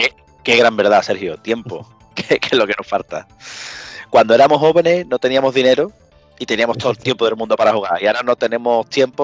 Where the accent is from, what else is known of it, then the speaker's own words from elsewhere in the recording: Andalusia, Spain; Como buenos andaluces que somos, por supuesto.